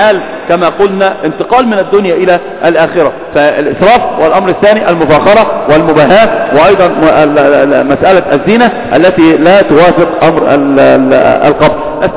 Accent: Egypt; إحنا عندنا في مصر المقابر الآن أصبحت بيوتات للناس

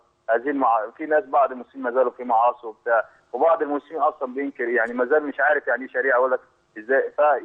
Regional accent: El Marg, Cairo Governorate, Egypt; انا من المرج

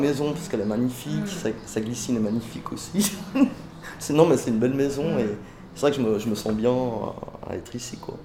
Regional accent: Geneva, Switzerland; born there; Non, parce que pour moi les eaux vives c'est le lac, c'est les parcs. Hein. Ils sont toujours là, ils n'ont pas bougé. C'est ça que j'aime beaucoup dans ce quartier. Je suis né dans ce quartier d'ailleurs aussi.

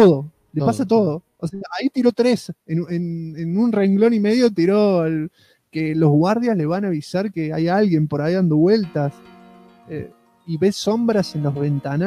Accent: Puerto Vilelas, Chaco, Argentina; a 10 kilómetros de mi ciudad natal, que es la ciudad de Puerto Videlas, cercana a Resistencia.

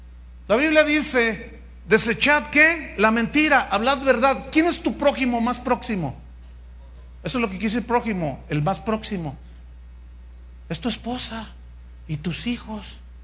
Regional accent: Veracruz, Mexico; Es que soy de Veracruz, hermano.

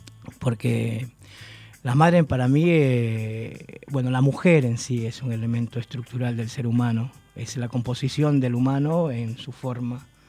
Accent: Ecuador; moved away as an adult; now in Argentina; Yo soy de Ecuador, desde el 96 cumplí 20 años, ahora el 12 de febrero, de vivir en Argentina. Y siempre, yo tengo 52 años, voy a cumplir 53. Y en los años 80, que nos tocó exiliarnos de Ecuador a muchos

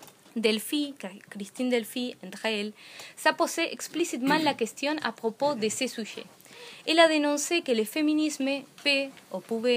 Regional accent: Argentina; Je viens d'Argentine où nous sommes tous en colère.

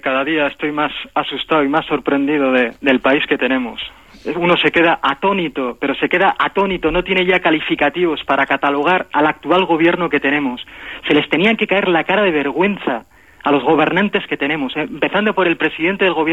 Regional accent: San Sebastián, Basque Country, Spain; Yo le diría al señor Gabilondo, que es de mi tierra, que es de San Sebastián

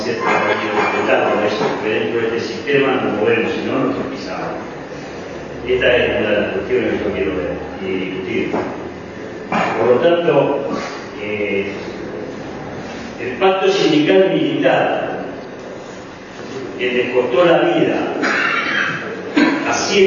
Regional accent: Berisso, Buenos Aires Province, Argentina; Yo soy de Berisso, criado, presidente de Berisso.

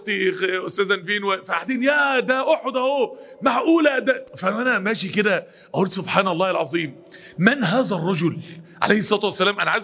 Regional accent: Egypt; انا جاي من مصر ازور مسجد النبي.

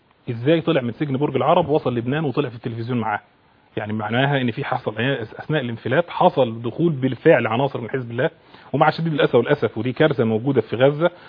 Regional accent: Egypt; عايز اعرف انا كمواطن مصري

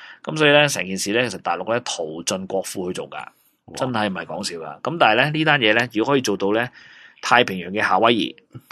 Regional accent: China; 我都系中国人嚟噶

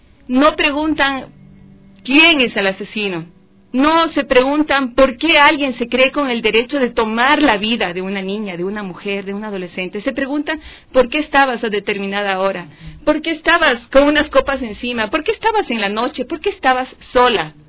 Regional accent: Ecuador; nosotras como mujeres ecuatorianas nos jugamos y nuestra lucha es por la misma vida

